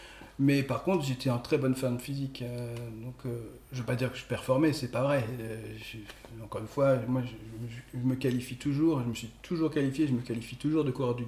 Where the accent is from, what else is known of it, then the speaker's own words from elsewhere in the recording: Normandy, France; Moi, je venais de Normandie, il n'y en avait pas.